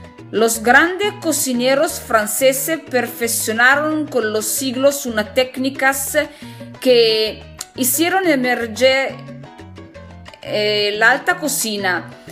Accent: northern Italy, Italy; Spanish is a second language; soy italiana, del norte de Italia, y me encanta mucho el idioma español que estoy aprendiendo por mismo.

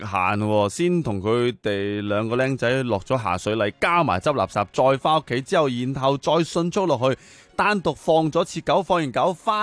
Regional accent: Tsing Yi, New Territories, Hong Kong; 喺我老家个树啊，青衣啊

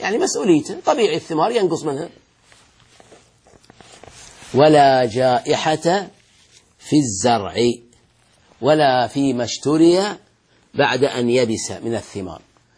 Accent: Al-Ahsa, Eastern Province, Saudi Arabia; عندنا في الأحساء في الرطب في التمر وكذا

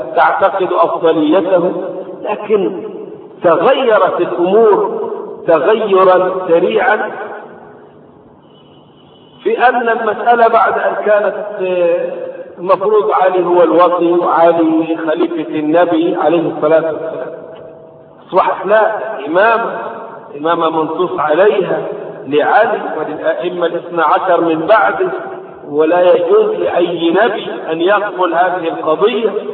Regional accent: Egypt; ضريح عندنا في مصر

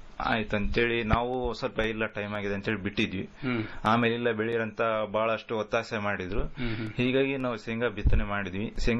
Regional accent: Gangavathi, Karnataka, India; Sir, ನಮ್ಮ ಸ್ವಂತ ಊರು ಗಂಗಾವತಿ.

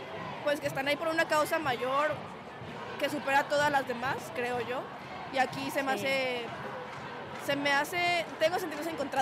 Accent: Mexico; now in Spain; En mi caso, yo salgo también por todo lo que está sucediendo en mi país, también es México

